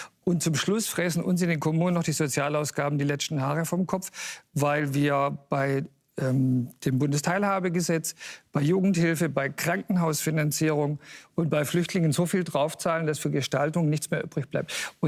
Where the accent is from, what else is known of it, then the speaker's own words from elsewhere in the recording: East Germany, Germany; die ich mir wünsche als Ostdeutscher.